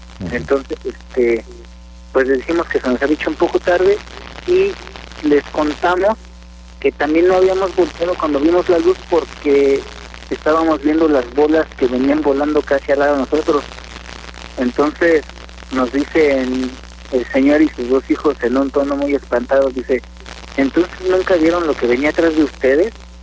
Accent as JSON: {"language": "Spanish", "region": "Mexico City", "country": "Mexico", "said": "los dos, mi compañero y yo, somos de la Ciudad de México"}